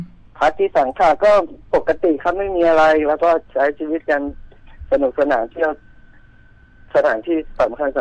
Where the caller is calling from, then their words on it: Bangkok, Thailand; แถวลาดพร้าวครับผม